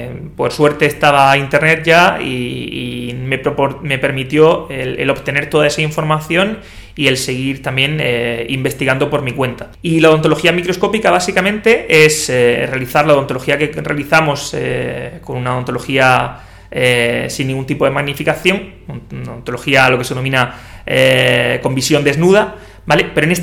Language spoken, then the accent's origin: Spanish; Cartagena, Region of Murcia, Spain; now in Murcia, Spain; yo soy de Cartagena